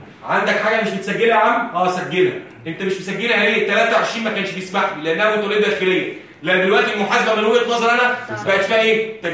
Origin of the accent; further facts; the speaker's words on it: Egypt; عندنا في مصر صعب